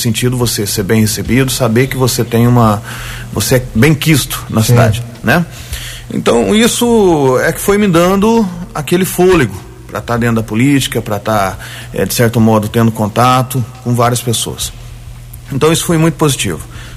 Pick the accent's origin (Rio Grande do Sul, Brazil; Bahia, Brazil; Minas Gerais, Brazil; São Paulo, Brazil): Minas Gerais, Brazil; Guaranésia; Eu não sou natural de Guaranésia, né?